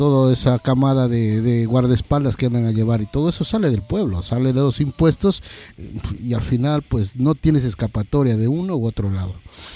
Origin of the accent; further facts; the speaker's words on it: Catamayo, Loja, Ecuador; yo soy de Loja y de un pueblito que es Catamayo